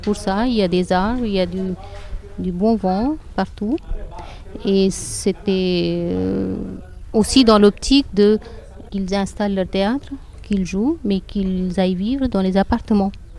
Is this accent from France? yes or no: no; North India, India; first language Hindi; French is a second language; Non, je ne parle pas Telugu parce que moi, je suis du nord de l'Inde. Et ma langue maternelle, c'est le hindi. Je peux un tout petit peu comprendre quand on parle Telugu, mais je ne peux pas tenir une conversation.